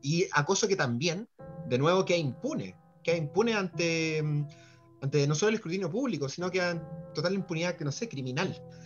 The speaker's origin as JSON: {"language": "Spanish", "country": "Chile", "said": "todas las series de situaciones irrisorias que como chilenos vivimos día a día con nuestras autoridades"}